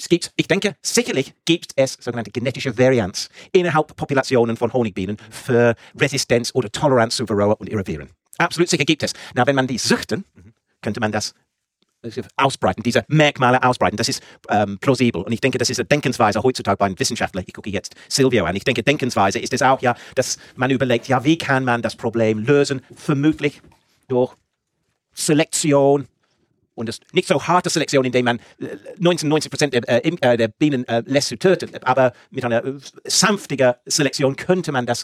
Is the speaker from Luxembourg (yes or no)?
no; England, United Kingdom; German is a second language; Und ich komme aus England.